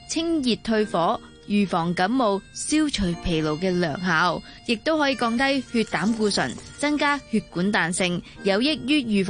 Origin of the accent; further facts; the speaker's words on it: China; 二来咧喺我哋中国人嚟讲咧